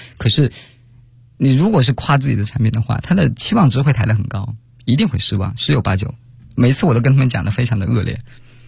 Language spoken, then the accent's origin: Chinese; Guangxi, China; 我就在广西，我是广西人，理论上我应该对广西非常的熟